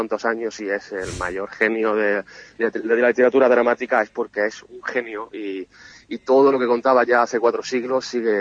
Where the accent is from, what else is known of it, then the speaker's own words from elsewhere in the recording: Lucena, Andalusia, Spain; yo soy de Lucena